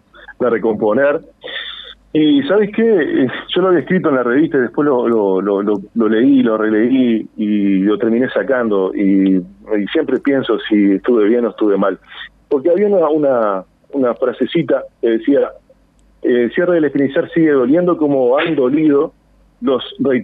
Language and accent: Spanish; Constitución, Salto, Uruguay; la lucha de mi pueblo, de nuestro pueblo, que es Constitución